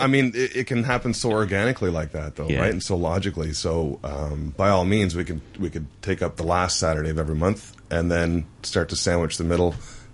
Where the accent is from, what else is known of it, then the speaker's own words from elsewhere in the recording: Canada; I'm Canadian